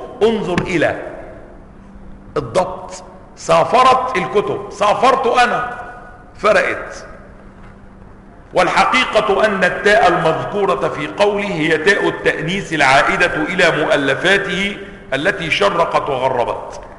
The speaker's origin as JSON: {"language": "Arabic", "town": "Cairo", "region": "Cairo Governorate", "country": "Egypt", "said": "القرافة عندنا في القاهرة"}